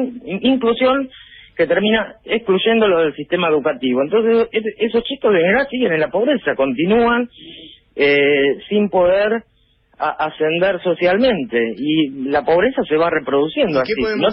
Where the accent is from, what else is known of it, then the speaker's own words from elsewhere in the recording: Avellaneda, Buenos Aires Province, Argentina; yo soy de Avellaneda y laburé siempre acá.